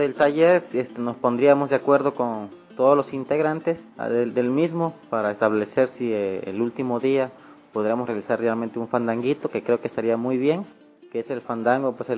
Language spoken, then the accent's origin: Spanish; Veracruz, Mexico; una música que todavía forma parte de nuestra identidad como jarocho, como del sur de Veracruz